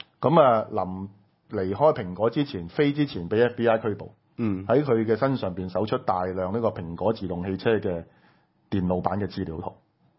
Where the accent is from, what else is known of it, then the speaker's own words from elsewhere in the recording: Hong Kong; 身為香港人我都感到好憤慨